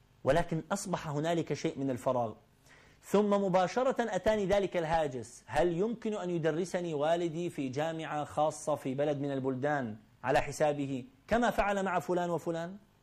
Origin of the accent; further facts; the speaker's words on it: Iraq; moved away; also born or lived in Kuwait; انتقلنا من العراق إلى الكويت، كان جو المدرسة مختلف